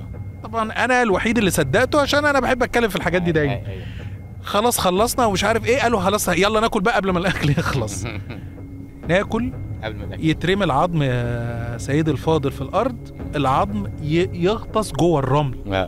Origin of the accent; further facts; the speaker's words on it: Cairo, Cairo Governorate, Egypt; وكنا في مكان معروف عندنا في القاهرة يعني.